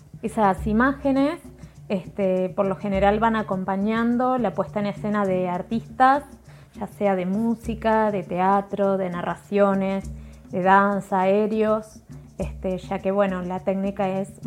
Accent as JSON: {"language": "Spanish", "town": "Concordia", "region": "Entre Ríos", "country": "Argentina", "lives_now": "Paraná, Argentina", "said": "soy de Concordia, pero vivo en Paraná hace muchos años."}